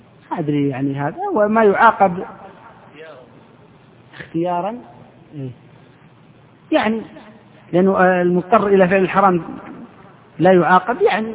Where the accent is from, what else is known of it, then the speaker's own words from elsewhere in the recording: Saudi Arabia; العقوبة عندنا في السعودية 6 أشهر سجن وفصل من العمل.